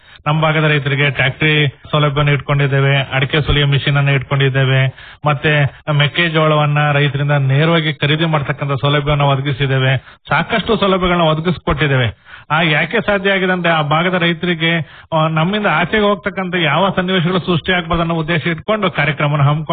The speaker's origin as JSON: {"language": "Kannada", "town": "Alur", "region": "Karnataka", "country": "India", "said": "ಮೂಲತಃ ನಂದು ಭೈರಪ್ಪರ, ಆಲೂರು ತಾಲೂಕು. ನಾವು ಅಲ್ಲಿಂದ ನಾನು ಸಕಲೇಶ್ಪುರ ತಾಲೂಕಲ್ಲಿ ವಂಗಳ ಕೋಪರೇಟಿವ್ ಸೊಸೈಟಿನಲ್ಲಿದ್ದೆ, ಅಲ್ಲಿಂದ ಸಕಲೇಶ್ಪುರ ತಾಲೂಕಲ್ಲಿ ಹೊಸೂರಲ್ಲಿದ್ದೆ."}